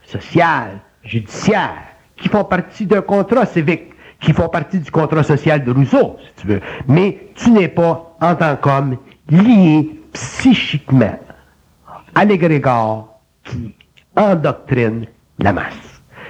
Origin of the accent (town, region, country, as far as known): Quebec, Canada